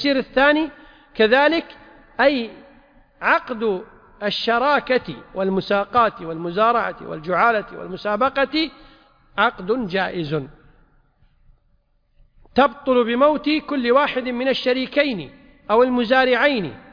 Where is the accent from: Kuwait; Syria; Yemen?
Kuwait; طبعا عندنا في الكويت المحاكم لا تعتبر إلا باللفظ